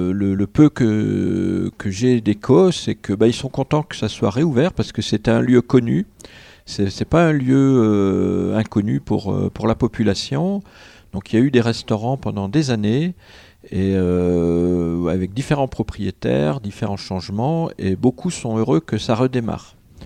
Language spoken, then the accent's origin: French; Bourgogne-Franche-Comté, France; Alors, moi, je viens de Franche-Comté. Donc, en Franche-Comté, on aime les bons fromages en général.